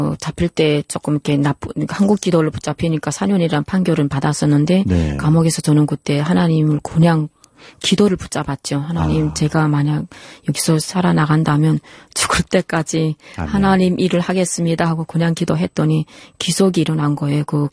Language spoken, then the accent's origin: Korean; North Korea; now in South Korea; 제가 탈북해서 중국에서